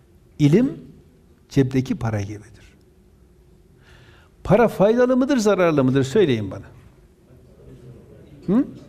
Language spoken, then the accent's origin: Turkish; Erzurum, Turkey; Erzurum'da doğdum, büyüdüm. Dindar bir çevre, değil mi? Annem Müslüman, babam Müslüman.